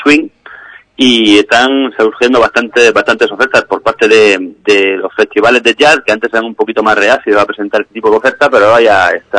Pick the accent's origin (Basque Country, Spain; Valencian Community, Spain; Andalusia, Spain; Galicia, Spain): Valencian Community, Spain; Alicante; personas de aquí, de la Vega Baja del Segura, en Alicante. Tenemos dos miembros que están residiendo de manera permanente en Madrid, pero sí, somos de aquí, de Alicante.